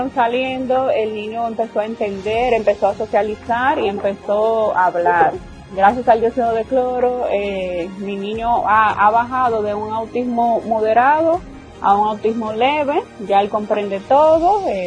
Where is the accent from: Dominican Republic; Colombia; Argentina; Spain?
Dominican Republic; y soy de la República Dominicana.